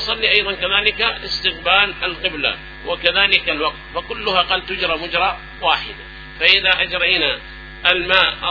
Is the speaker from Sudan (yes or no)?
no; Yemen; سواء كان عندنا في اليمن